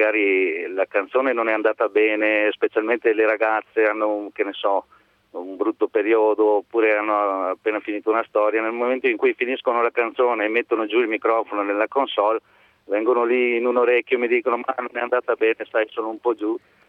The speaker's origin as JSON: {"language": "Italian", "town": "Vicenza", "region": "Veneto", "country": "Italy", "said": "Di Vicenza."}